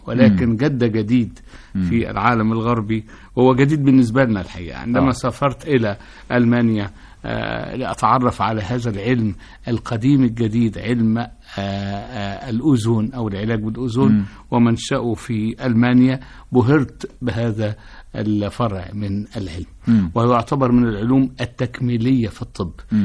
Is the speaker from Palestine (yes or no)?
no; Egypt; وأنا كأي مصري شديد الزهو بكوني مصري جنسي.